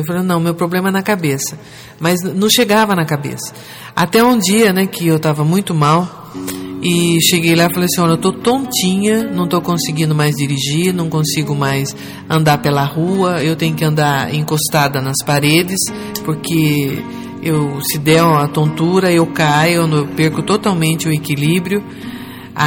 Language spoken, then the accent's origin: Portuguese; Jacareí, São Paulo, Brazil; Eu sou daqui de Jacareí, eu sou daqui do Vale mesmo.